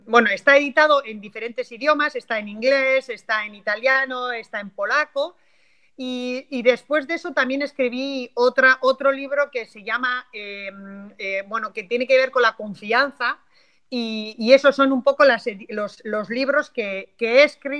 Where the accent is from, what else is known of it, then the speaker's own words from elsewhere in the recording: Basque Country, Spain; aquí yo soy del norte de España, del País Vasco, aquí hay muchísima montaña y mucha tradición para ir a la montaña